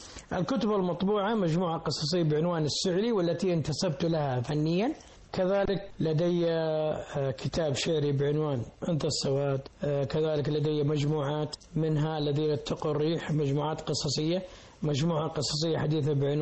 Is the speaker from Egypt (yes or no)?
no; Saudi Arabia; كما مثلت الوطن بلدي السعودية